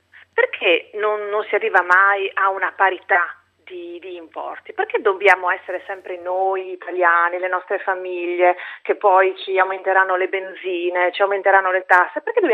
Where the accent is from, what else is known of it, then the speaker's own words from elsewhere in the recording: Udine, Friuli-Venezia Giulia, Italy; Io sono di Udine, però Taranto la conosco bene, perché ho origini tarantine.